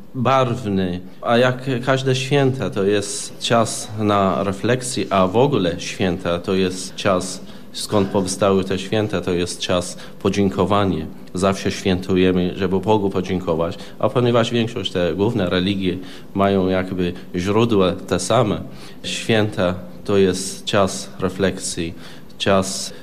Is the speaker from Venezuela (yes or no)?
no; Baghdad, Baghdad Governorate, Iraq; Polish is a second language; ja pochodzę z Bagdadu. Bagdad, które była podzielone pół na pół między muzułmanami a chrześcijanami.